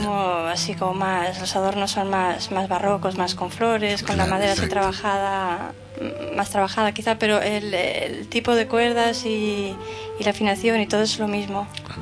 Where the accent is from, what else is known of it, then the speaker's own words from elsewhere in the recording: Tamarite de Litera, Aragon, Spain; now in Barcelona, Spain; De Tamarite, de un pueblo de Huesca. Pero hace muchos años que...